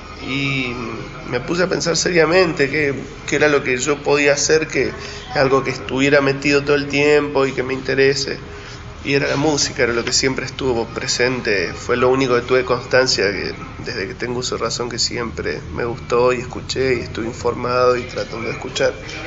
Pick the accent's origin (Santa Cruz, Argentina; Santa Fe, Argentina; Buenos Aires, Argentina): Santa Cruz, Argentina; yo soy de Santa Cruz. Y vivíamos en un pueblito que se llama Las Heras